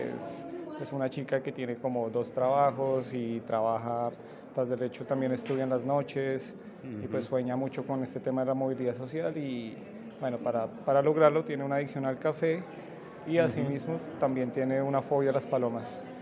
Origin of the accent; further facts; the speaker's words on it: Madrid, Community of Madrid, Spain; Ya, soy de Madrid.